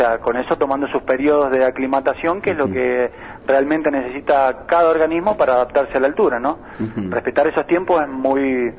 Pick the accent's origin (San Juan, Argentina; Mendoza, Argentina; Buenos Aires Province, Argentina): Mendoza, Argentina; also born or lived in Buenos Aires; Soy mendocino, nacido en Mendoza, viví durante 20 años en Buenos Aires.